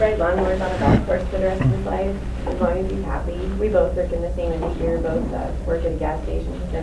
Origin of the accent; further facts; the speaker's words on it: Texas, United States; moved away as an adult; I'm from Texas. Mm-hmm. I moved here about 8 years ago